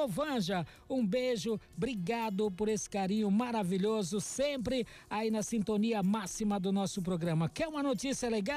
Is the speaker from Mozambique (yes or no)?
no; São Domingos, Brazil; estava falando ontem dos festejos de São Domingos, a minha terra natal, onde eu nasci, me criei, infância maravilhosa.